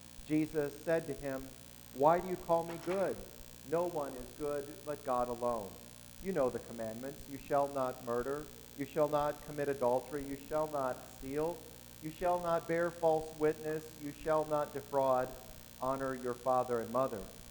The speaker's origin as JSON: {"language": "English", "region": "Wisconsin", "country": "United States", "tie": "born or raised there", "said": "I can remember years ago now when a terrible tornado tore through the town that I was raised in Wisconsin."}